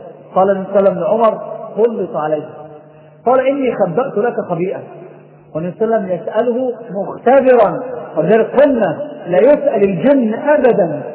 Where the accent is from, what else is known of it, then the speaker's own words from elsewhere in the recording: Egypt; ناس عندنا في مصر